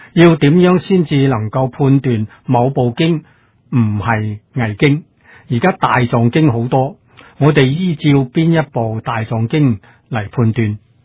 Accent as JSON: {"language": "Cantonese", "country": "China", "said": "我哋中國人古人常講啊，小時候屋企嘅老人又話俾我哋聽"}